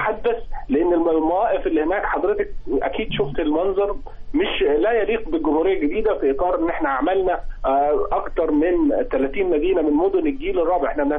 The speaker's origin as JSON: {"language": "Arabic", "region": "Upper Egypt", "country": "Egypt", "said": "لأهالينا اللي إحنا منهم من الصعيد مصر."}